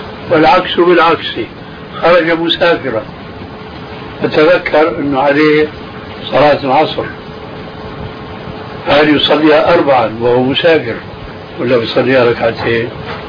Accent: Syria; كلنا نحن سوريين نعرف

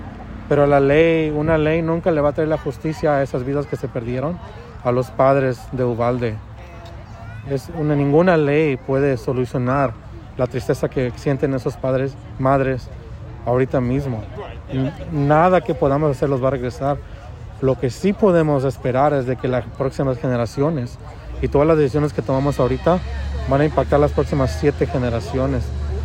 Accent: Mexico; yo soy mexicano, padre, me identifico como Latinx

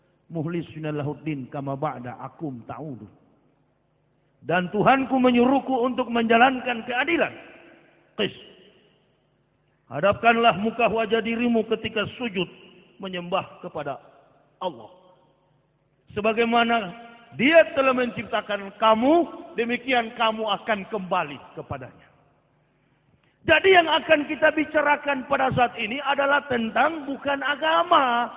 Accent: Manado, North Sulawesi, Indonesia; Saya orang Manado asli. Asli kapir, begitu.

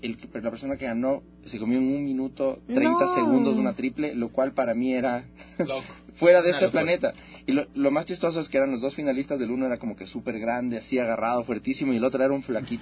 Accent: Ecuador; orgullosamente somos ecuatorianos

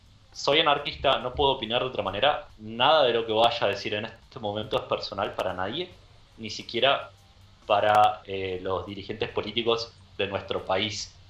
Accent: Argentina; born there; Menos algo que tiene que ver con mi país, con mi tierra, donde nací.

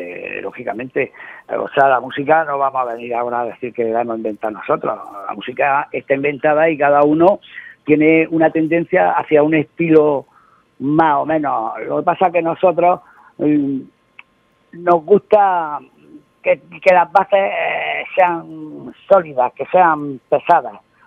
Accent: Spain; eso conlleva el quitarnos el montón de perjuicios que tenemos los españoles como españoles

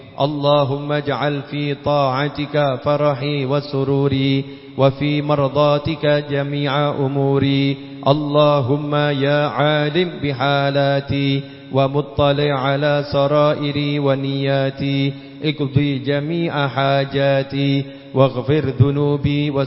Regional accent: Jakarta, Indonesia; Saya dari Jakarta.

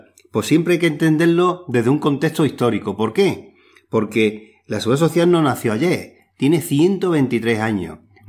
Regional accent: Spain; nosotros, como españoles, siempre se ha conseguido todo a través de luchas y conquistas sociales.

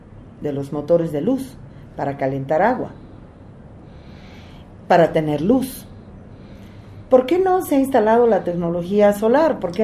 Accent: Bolivia; Yo como boliviana no conozco el salar

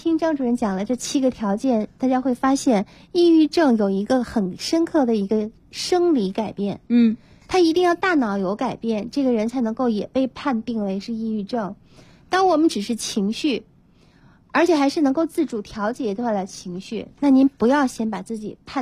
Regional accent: China; 我们中国人

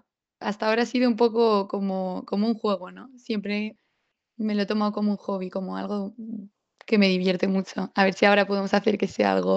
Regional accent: Valencia, Valencian Community, Spain; soy de Valencia y soy la más pequeña de 3 hermanos.

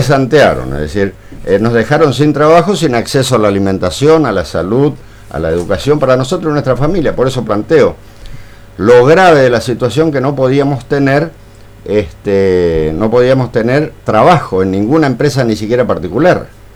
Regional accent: Posadas, Misiones, Argentina; soy de Posadas y casualmente también de Canal 12.

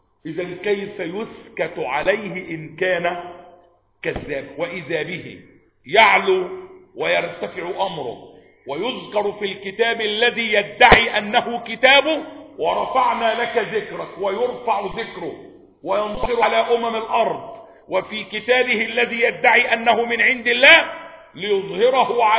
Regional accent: Egypt; والواقعة عندنا في مصر 30 سنة

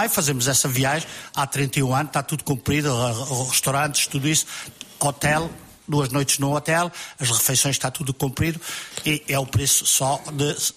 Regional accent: Alcobaça, Leiria, Portugal; Eu sou da Alcobaça.

